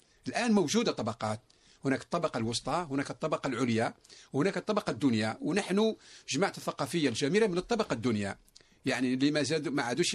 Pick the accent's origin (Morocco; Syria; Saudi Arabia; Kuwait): Morocco; مشهورة حتى عندنا في المغرب